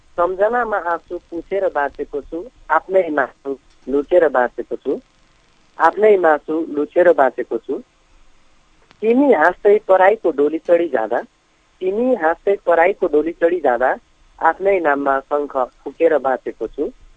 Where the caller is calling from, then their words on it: Simara, Madhesh Province, Nepal; म सिमरा बाराबाट